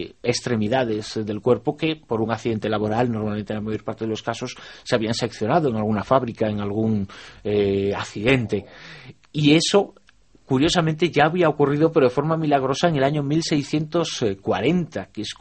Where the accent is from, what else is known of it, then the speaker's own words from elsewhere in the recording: Zaragoza, Aragon, Spain; yo muy vinculado a la ciudad de Zaragoza desde prácticamente niño, que es mi ciudad de adopción, aunque me siento completamente zaragozano